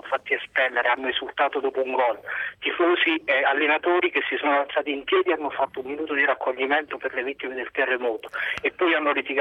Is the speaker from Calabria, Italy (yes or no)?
no; Abruzzo, Italy; Dunque, io sono abruzzese e sono della provincia di Chieti.